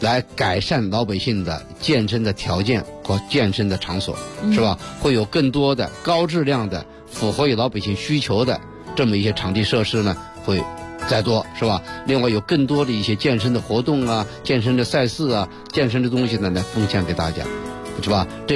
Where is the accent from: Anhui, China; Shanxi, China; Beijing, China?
Beijing, China; 因为现在3亿人上冰雪，我们北京人首先得做到啊